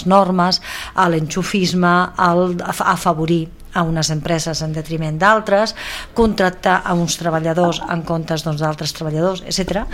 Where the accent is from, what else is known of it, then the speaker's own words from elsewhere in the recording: Sabadell, Catalonia, Spain; perquè com a sabadellenca, suposo que tots nosaltres i sabadellencs no ens agrada la imatge que la ciutat doncs, està tenint